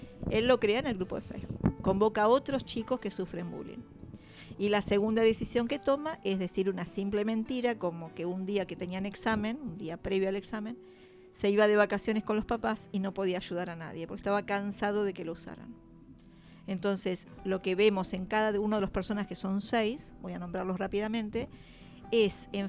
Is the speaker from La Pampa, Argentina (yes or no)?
no; La Plata, Buenos Aires Province, Argentina; O sea, yo soy de Alto de San Lorenzo también.